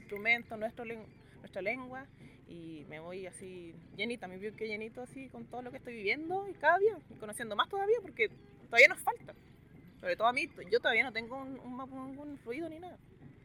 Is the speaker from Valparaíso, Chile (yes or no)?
no; Concepción, Biobío, Chile; Bueno, yo soy de Conce.